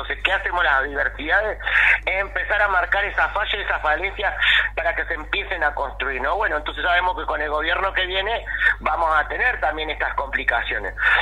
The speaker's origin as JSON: {"language": "Spanish", "country": "Argentina", "said": "no tenemos que bajar los brazos como argentinos, argentinas, y seguir peleando para seguir sobreviviendo"}